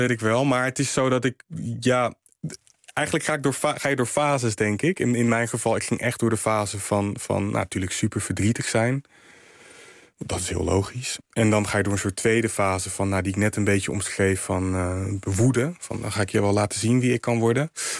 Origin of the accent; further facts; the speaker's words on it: Rotterdam, South Holland, Netherlands; Krooswijk is een hele diverse wijk. En dus ik groeide ook op met allerlei culturen. Als in, ik ben Congolees-Nederlands en ik heb echt wel van beide kanten veel meegekregen. Maar ik groeide ook op in een buurt met een hele grote Marokkaanse gemeenschap en een Surinaamse gemeenschap.